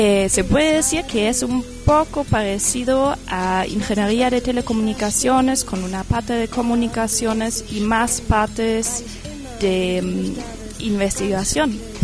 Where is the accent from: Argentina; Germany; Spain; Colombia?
Germany; Spanish is a second language; Y bueno, eso debido a que soy alemana.